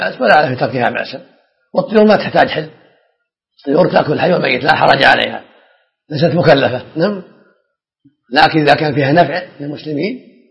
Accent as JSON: {"language": "Arabic", "town": "Riyadh", "region": "Riyadh Province", "country": "Saudi Arabia", "tie": "born or raised there", "said": "ودرست العلم وأنا صغير في الرياض على مشايخ عدة"}